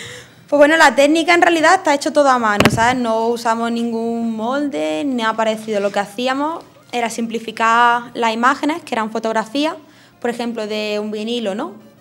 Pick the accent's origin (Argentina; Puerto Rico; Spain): Spain; Madrid, Community of Madrid; also born or lived in Jaén / Granada; Yo soy de Madrid, pero bueno, he estado viviendo muchos años en Jaén y en Granada también unas cuantas.